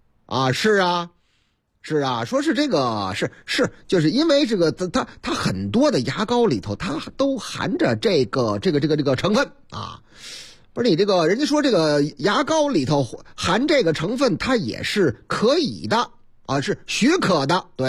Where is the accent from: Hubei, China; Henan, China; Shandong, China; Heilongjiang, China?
Shandong, China; Zhucheng; 话说我老家。山东诸城